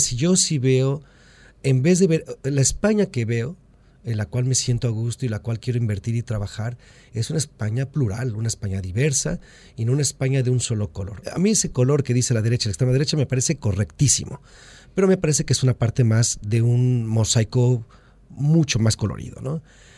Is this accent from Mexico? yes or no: yes; Mexico; Soy mexicano, tengo una simbiosis muy profunda con Estados Unidos, como norteamericanos que somos